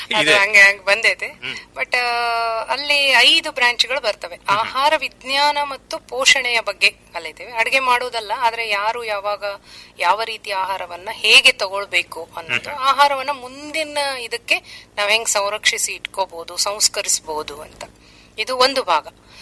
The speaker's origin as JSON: {"language": "Kannada", "town": "Hangal", "region": "Karnataka", "country": "India", "said": "ಮೂಲತಃ ನಾವು ಹಾವೇರಿ ಜಿಲ್ಲೆಯ ಹಾನಗಲ್ ತಾಲೂಕಿನವರು."}